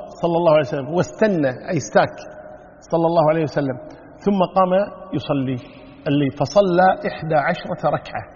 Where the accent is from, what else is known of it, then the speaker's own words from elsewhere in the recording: Kuwait; ونحن عندنا في الكويت هنا النساء شو يقولون؟